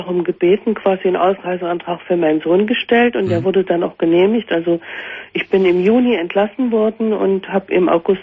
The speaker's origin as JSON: {"language": "German", "town": "Leipzig", "region": "Saxony", "country": "Germany", "tie": "born or raised there", "said": "bin zwar besuchsweise immer mal wieder in der ehemaligen DDR, vor allen Dingen in Leipzig, da in meiner Heimatstadt."}